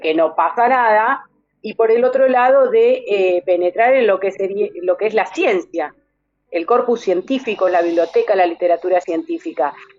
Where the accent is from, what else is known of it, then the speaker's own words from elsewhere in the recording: Pergamino, Buenos Aires Province, Argentina; born there; now in Exaltación de la Cruz, Argentina; yo vivo en un territorio fumigado, nací en un territorio fumigado, yo nací en Pergamino y vivo actualmente en Exaltación de la Cruz.